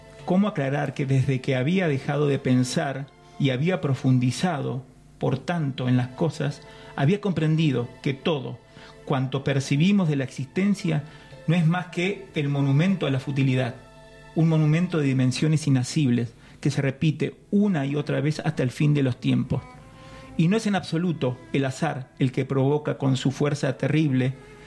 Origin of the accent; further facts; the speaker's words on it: Argentina; Como somos los argentinos que queremos ganar todo, que no hay segundos lugares